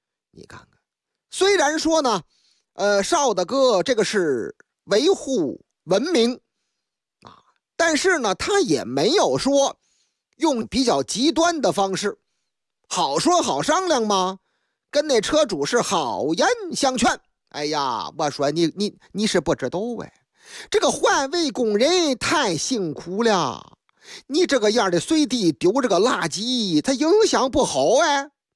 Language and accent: Chinese; Liangshan, Shandong, China; 头几天在我老家山东梁山县，嚯，这地方出好汉呐